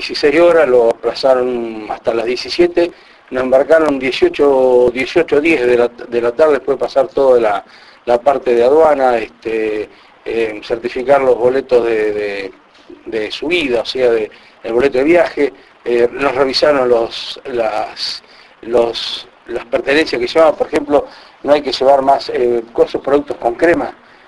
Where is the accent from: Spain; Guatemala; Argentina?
Argentina; Buenos Aires Province; yo soy de la provincia de Buenos Aires, le digo, 250 kilómetros de Capital.